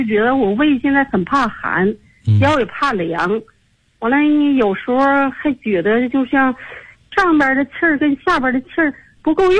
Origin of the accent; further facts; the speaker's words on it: Tianjin, China; 老师，我来自天津河西区。